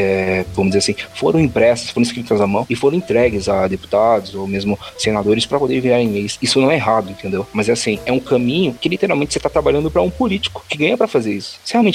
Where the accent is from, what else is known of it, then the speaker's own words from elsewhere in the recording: São Paulo, Brazil; inclusive pra mim, que eu sou aqui de São Paulo